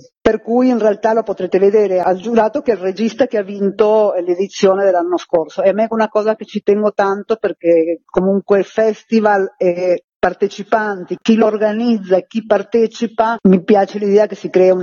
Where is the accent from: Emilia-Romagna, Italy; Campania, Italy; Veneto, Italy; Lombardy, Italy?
Lombardy, Italy; Milan